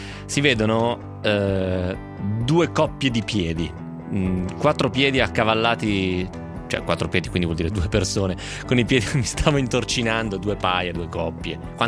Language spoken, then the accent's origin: Italian; Lecco, Lombardy, Italy; Dalle mie parti Lecco si diceva attaccare e poi fare vola.